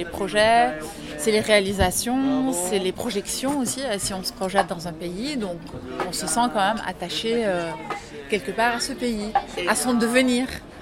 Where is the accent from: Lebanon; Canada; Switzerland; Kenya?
Lebanon; now in France; Non, non, je suis originaire du Liban.